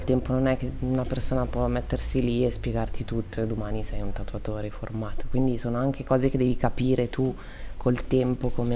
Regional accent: Trezzano sul Naviglio, Lombardy, Italy; also born or lived in Milan; Sono nata a Milano, sono cresciuta a Trezzano, okay, sul Naviglio, dove vivono i miei genitori, e poi ho girato un po' a Segrate, un po' in Città Studi, ho girato un po' di case

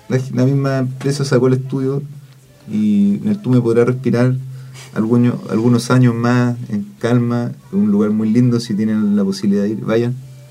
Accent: Atacama, Chile; yo vivo en mi pueblo donde viví toda la vida, por ejemplo, en el Valle del Huasco

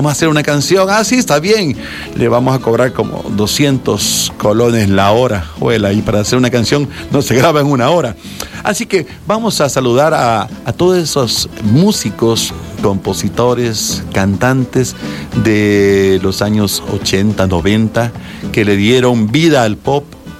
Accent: El Salvador; Y qué rico es saber que como salvadoreños apreciamos lo nuestro

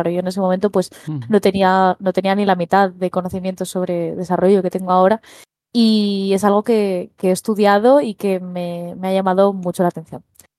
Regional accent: Asturias, Spain; Un juego hecho en mi tierra, en Asturias

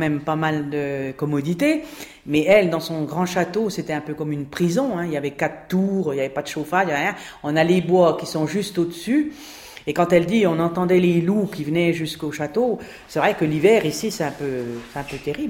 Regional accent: Clinchamp, Grand Est, France; Et donc j'étais originaire de Clinchamps.

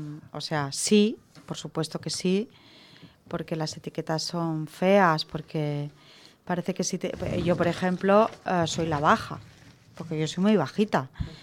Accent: Catalonia, Spain; Es que soy catalana yo.

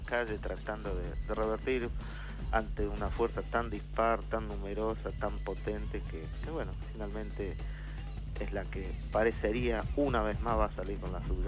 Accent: Argentina; empezar a luchar como argentinos, tratando de reflotar el país nosotros

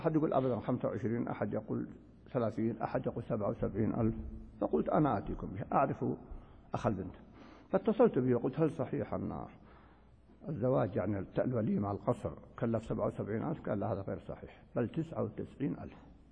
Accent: Palestine; نحن جئنا من فلسطين يا أخوان

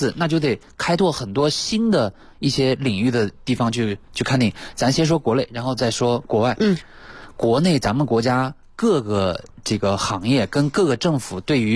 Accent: China

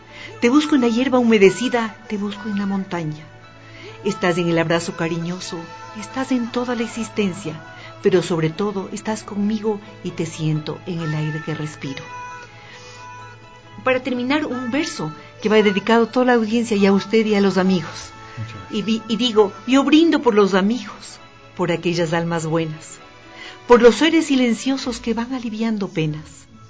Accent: Riobamba, Chimborazo, Ecuador; born there; compartir con mi ciudad de Riobamba, porque soy nacida en Riobamba

